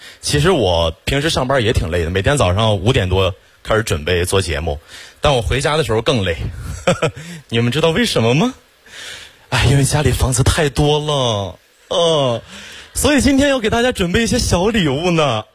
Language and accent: Chinese; Xiong'an, Hebei, China; 土生土长的雄安人，从小在那长大，